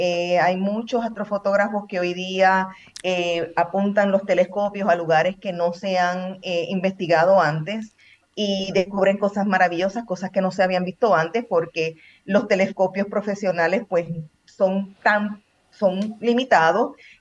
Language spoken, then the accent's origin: Spanish; Puerto Rico; now in Portugal; El patio de mi casa, yo vivía en Puerto Rico. De hecho, yo soy de Puerto Rico.